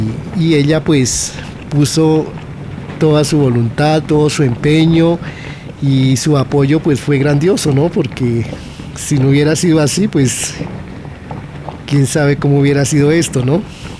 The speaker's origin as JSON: {"language": "Spanish", "region": "Santander", "country": "Colombia", "lives_now": "Bogotá, Colombia", "said": "Y nosotros, pues, siendo santandereanos, también la aprendimos"}